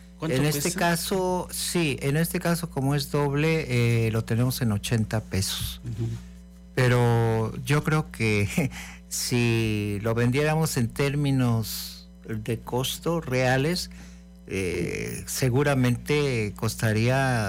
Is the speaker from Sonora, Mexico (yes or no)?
no; Veracruz, Mexico; yo soy de la Venecia veracruzana